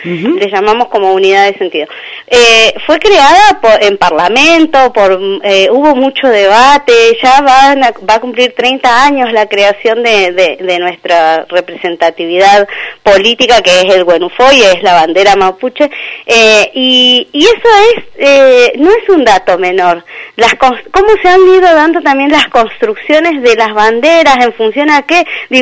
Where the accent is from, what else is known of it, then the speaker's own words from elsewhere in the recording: Argentina; y eso no me va a hacer ni menos argentina ni menos mapuche